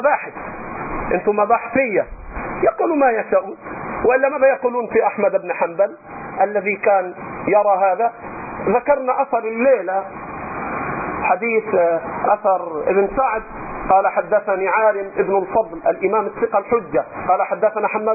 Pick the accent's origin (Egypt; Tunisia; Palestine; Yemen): Egypt; Upper Egypt; أنا رجل صعيدي، هذا طبعي، حتى جدودي وأهلي إلى الآن عندهم شيء من الحاجز